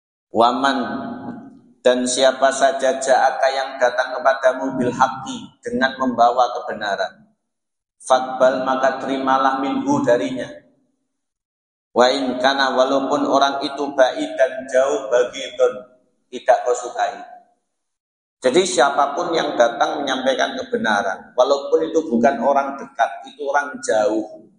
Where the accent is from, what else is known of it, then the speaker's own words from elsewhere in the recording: Java, Indonesia; apalagi kita orang Jawa, enak enggak enak ngene wong